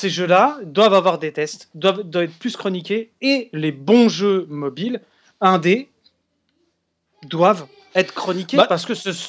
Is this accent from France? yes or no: yes; France; Je suis français.